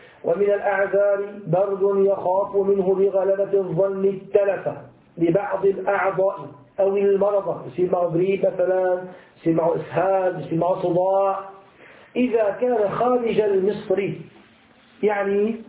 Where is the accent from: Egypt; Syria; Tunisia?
Syria; مثل ما يحصل الآن في المناطق المحاصرة عندنا في سوريا